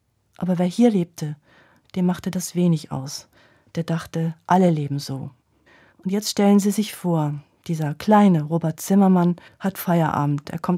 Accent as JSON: {"language": "German", "town": "Schwelm", "region": "North Rhine-Westphalia", "country": "Germany", "tie": "born or raised there", "said": "Das Schwelm liegt am Rand vom Ruhrgebiet und ich bin dort groß geworden in einem 3-Etagen-Haus."}